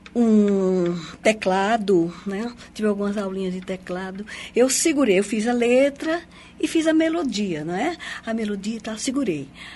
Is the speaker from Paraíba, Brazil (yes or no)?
yes; Paraíba, Brazil; moved away as an adult; now in Foz do Iguaçu, Brazil; Sou paraibana, sangue quente.